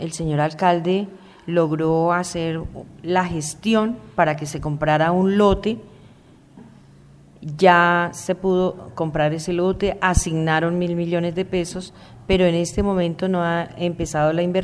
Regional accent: Ubaque, Cundinamarca, Colombia; Yo soy natural de Ubaque, he vivido y trabajado siempre en Ubaque, pues en mis inicios trabajé en Medina, trabajé en Guayabetal, pero luego definitivamente en Ubaque.

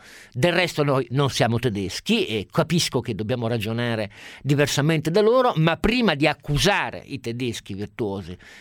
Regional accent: Germany; Italian is a second language; vorrei anch'io da tedesco che fosse salvaguardato la virtù delle nostre scelte

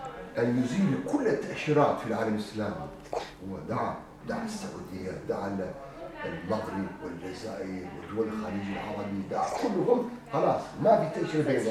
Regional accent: Turkey; فقلت أنا تركي أصلا كان عندي جواز بلجيكي

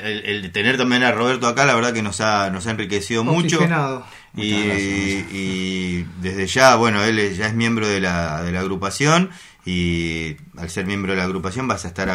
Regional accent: Almirante Brown, Buenos Aires Province, Argentina; born there; todos nacimos en Brown y todos queremos que Brown esté mejor

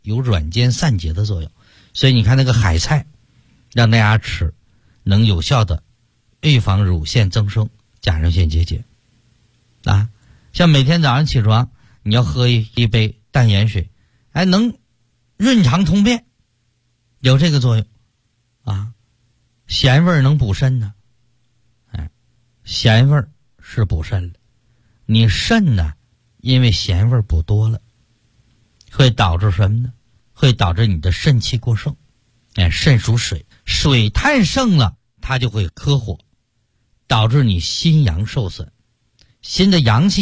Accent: Shanghai, China; 像我们上海人爱吃甜的

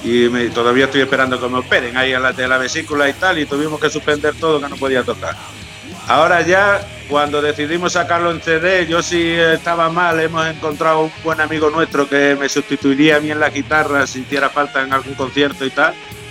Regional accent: Ponferrada, Castile and León, Spain; nosotros somos de Ponferrada, una ciudad que es pequeña

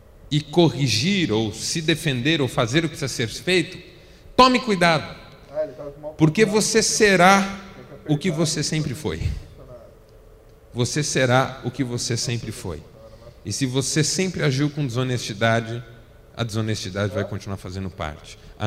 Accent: São Paulo, Brazil; also born or lived in Marília; eu fui para Marília com 18 anos, era solteiro ainda, meus pais estavam saindo de São Paulo em função de uma transferência da minha mãe.

